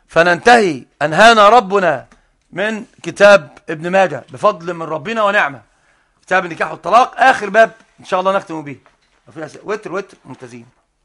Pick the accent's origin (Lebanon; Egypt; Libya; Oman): Egypt; عندنا في مصر بالذات